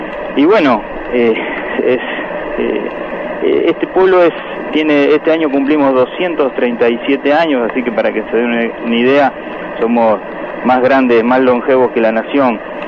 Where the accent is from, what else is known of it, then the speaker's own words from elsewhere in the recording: Santa Fe, Argentina; En eso somos los argentinos, los santafesinos, todos, ¿no?